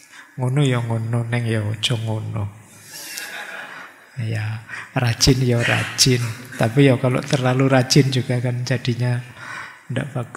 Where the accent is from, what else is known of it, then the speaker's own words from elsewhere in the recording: Java, Indonesia; karena saya orang Jawa. Ngertinya juga tentang Jawa.